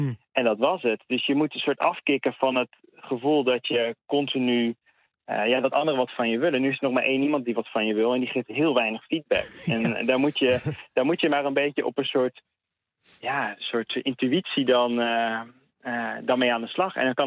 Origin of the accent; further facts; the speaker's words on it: Barcelona, Catalonia, Spain; Ik zit er iets buiten, maar inderdaad, het is mijn thuisstad.